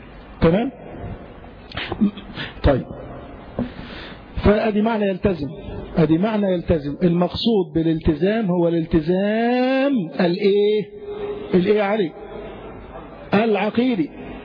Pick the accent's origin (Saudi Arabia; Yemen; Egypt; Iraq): Egypt; طيب هل الحاكم مثلا عندنا في مصر قصر في شيء من التطبيق